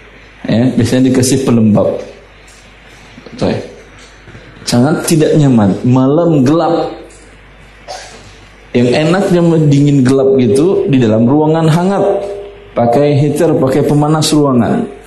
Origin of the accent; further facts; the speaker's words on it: Russia; Di kampung saya di Rusia sampai 20 derajat di bawah 0, 25 sampai 30.